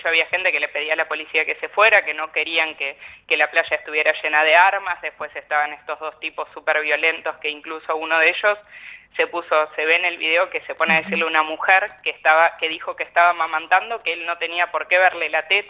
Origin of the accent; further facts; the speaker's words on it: Necochea, Buenos Aires Province, Argentina; en Necochea, que es la ciudad de donde yo soy.